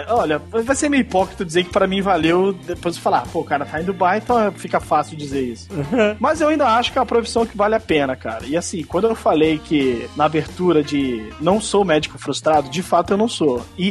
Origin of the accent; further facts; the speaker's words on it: Brasília, Federal District, Brazil; Ó, eu sou de Brasília, a terra do concurso público.